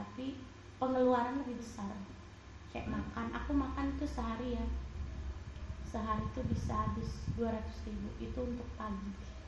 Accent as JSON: {"language": "Indonesian", "region": "Bali", "country": "Indonesia", "tie": "born or raised there", "said": "Dari kecil aku dari sini, makanya aku udah jadi warga Bali ya. KTP ku semua Bali."}